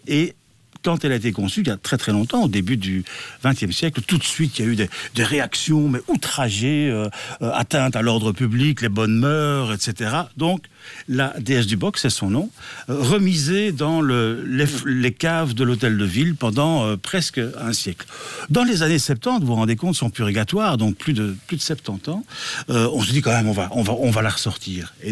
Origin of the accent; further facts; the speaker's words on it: Brussels, Belgium; Non, moi je suis bruxellois